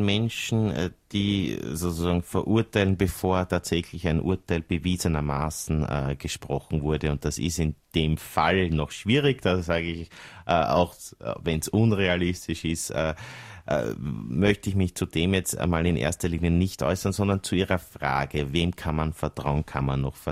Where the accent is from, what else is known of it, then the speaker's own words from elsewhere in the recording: Eisenstadt, Burgenland, Austria; also born or lived in Vienna; ich bin eine Burgenländerin, bin in Eisenstadt aufgewachsen und war auch vorwiegend immer in Eisenstadt tätig, außer meiner Zeit als Generalpräsidentin der österreichischen Sparvereine, da war ich dann 14 Jahre in Wien.